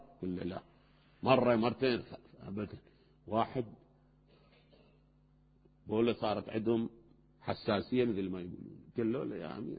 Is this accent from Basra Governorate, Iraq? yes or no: no; Najaf, Najaf Governorate, Iraq; بينما باب الولاية عندنا بالنجف إجا ما أدري وزير